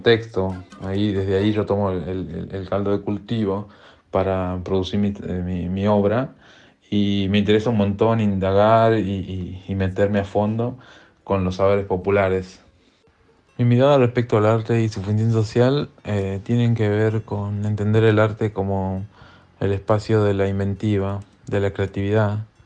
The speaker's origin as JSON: {"language": "Spanish", "region": "Tucumán", "country": "Argentina", "said": "soy artista visual de Tucumán. Soy escultor, es como donde mejor me desempeño. y actualmente me encuentro en Lisboa"}